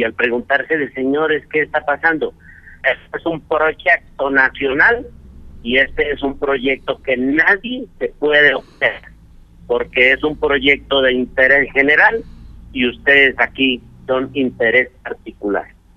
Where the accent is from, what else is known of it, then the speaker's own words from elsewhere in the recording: Colombia; de saber que somos ciudadanos colombianos y que así seamos pequeños propietarios